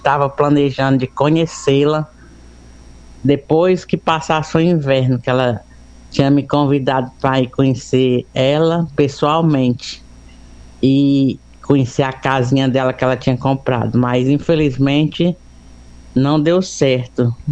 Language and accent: Portuguese; Pentecoste, Ceará, Brazil; Sou de Pentecoste e hoje, dia 3 de abril